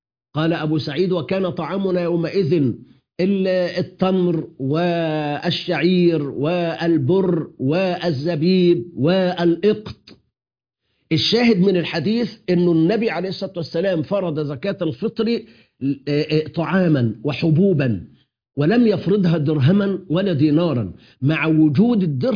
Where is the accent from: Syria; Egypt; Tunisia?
Egypt; في بلدنا مصر